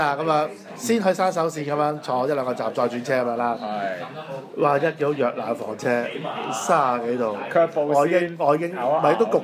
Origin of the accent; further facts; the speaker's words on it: Hong Kong; 我哋身為一個香港人咧，係好惡頂嘅